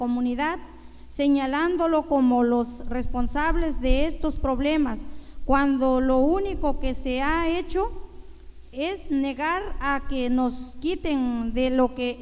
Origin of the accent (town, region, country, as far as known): San Pablo Cuatro Venados, Oaxaca, Mexico